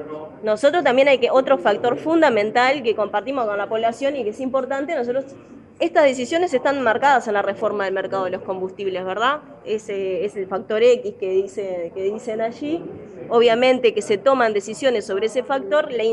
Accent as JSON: {"language": "Spanish", "country": "Uruguay", "said": "que nosotros también como uruguayo y uruguayo tenemos que entender"}